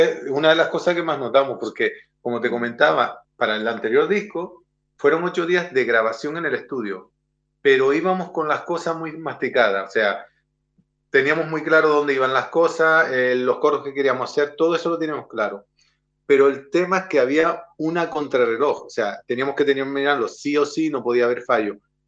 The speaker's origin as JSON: {"language": "Spanish", "region": "Canary Islands", "country": "Spain", "said": "No, realmente es porque nosotros venimos de la isla de Lanzarote."}